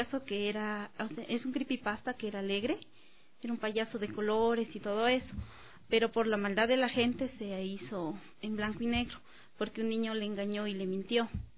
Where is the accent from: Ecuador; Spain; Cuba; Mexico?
Ecuador; Loja; yo no soy de aquí, soy de Loja.